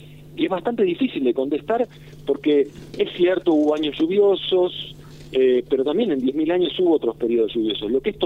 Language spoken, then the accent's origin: Spanish; Argentina; also born or lived in Chile; soy argentino 100%.